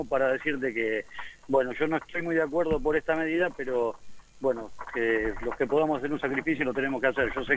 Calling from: Transradio, Buenos Aires Province, Argentina

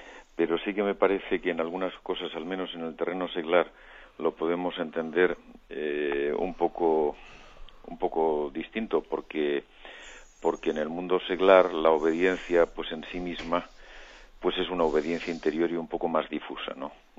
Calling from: Madrid, Community of Madrid, Spain; de Madrid.

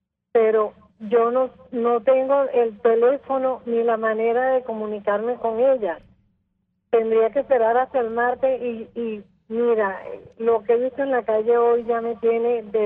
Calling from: Petare, Miranda, Venezuela; llamo de Petare.

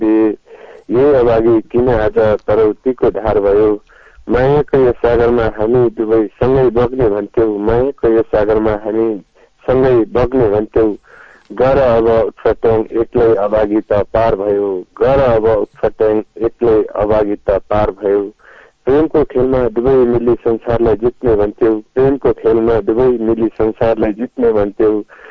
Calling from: Chhatraganj, Lumbini Province, Nepal; छत्रगञ्जबाट

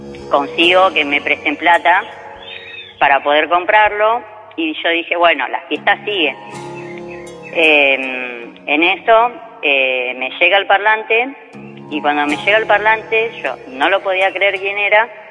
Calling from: Merlo, Buenos Aires Province, Argentina; De Merlo Centro, zona oeste.

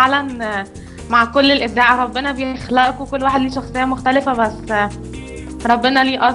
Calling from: Egypt

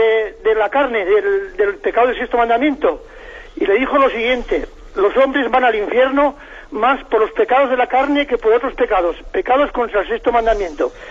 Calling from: Navarre, Spain; de Navarra.

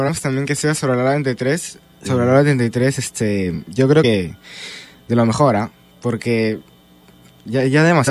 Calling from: San Martín de Porres, Lima, Peru; De San Martín

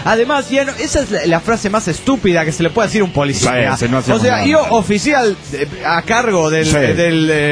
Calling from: Cancún, Quintana Roo, Mexico; Vengo de Cancún, Quintana Roo

